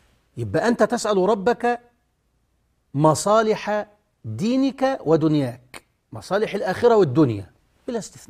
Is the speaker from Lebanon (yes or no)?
no; Egypt; اصل الناس اتعودت عندنا في مصر كده